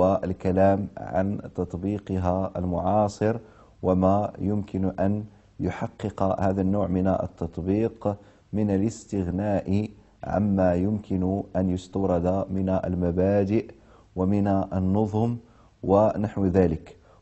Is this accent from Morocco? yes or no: yes; Morocco; بلدي الأصلي المملكة المغربية والبلد المستضيف لهذه الحلقات وهي دولة الكويت الشقيقة